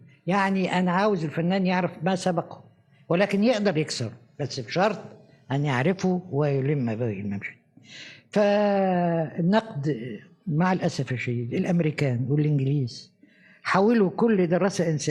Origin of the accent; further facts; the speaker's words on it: Egypt; إحنا عندنا في مصر في وقت من الأوقات كانت حركة نقد مزدهرة